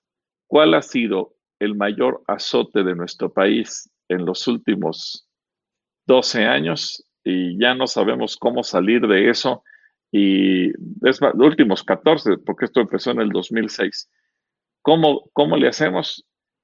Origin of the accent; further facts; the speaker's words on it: Mexico; Fíjate, como nación, y hablo como mexicano, como nación, nos hemos empecinado en legalizar el crimen